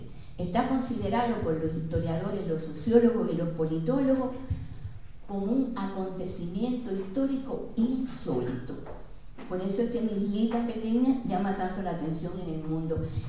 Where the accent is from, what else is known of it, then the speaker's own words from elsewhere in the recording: Cuba; ojalá que yo pudiera estar en mi país viendo los enfermos, que fue lo que siempre quise hacer. Cuba, pasado, presente y futuro.